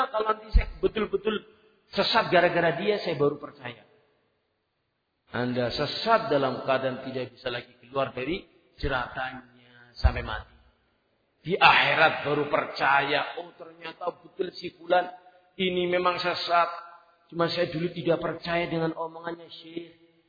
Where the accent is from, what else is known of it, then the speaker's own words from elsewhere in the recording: Central Java, Indonesia; accent: Ngapak; Karena saya bukan orang asing. Saya bukan orang Inggris. Sehingga gak bisa bahasa Inggris. Hal yang wajar. Saya orang ngapak.